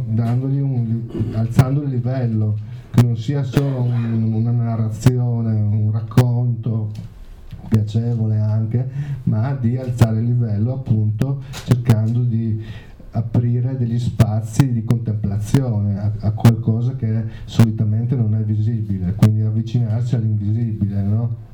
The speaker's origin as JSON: {"language": "Italian", "town": "Villesse", "region": "Friuli-Venezia Giulia", "country": "Italy", "said": "Io vengo dalla provincia di Gorizia, però è l'ultimo paese della provincia di Gorizia sul confine con quella di Udine. Ecco, che è un paesino che si chiama Villesse."}